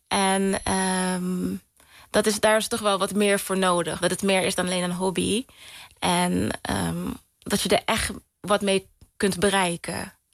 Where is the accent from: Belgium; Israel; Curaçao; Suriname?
Curaçao; also born or lived in Rotterdam; Ja, ik ben geboren in Rotterdam. Maar ik was heel erg... Ik was 5 toen ik naar... toen mijn familie naar de Antillen verhuisde... En dat was dus Curaçao.